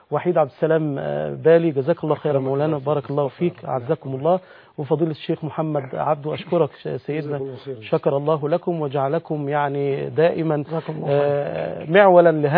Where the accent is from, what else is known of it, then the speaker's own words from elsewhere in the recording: Egypt; بلدنا مصر من كل سوء